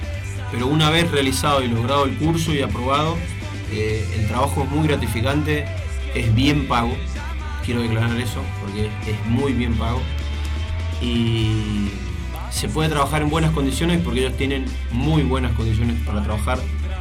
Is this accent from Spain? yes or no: no; Argentina; moved away; porque yo me esperaba que me dijeran que no, por ser argentino, por no tener el curso de ellos